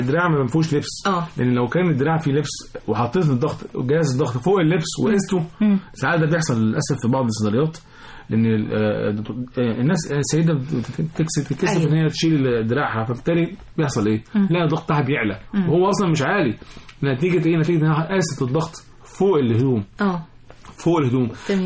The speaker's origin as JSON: {"language": "Arabic", "country": "Egypt", "said": "لان احنا كمصريين تفاعلنا حب غير عادي لهذا البلد"}